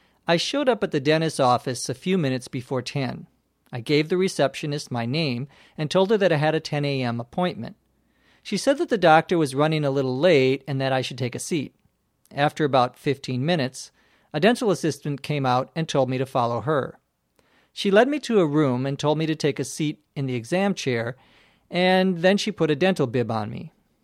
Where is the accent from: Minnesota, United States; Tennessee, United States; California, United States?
California, United States; Los Angeles; from Los Angeles, California.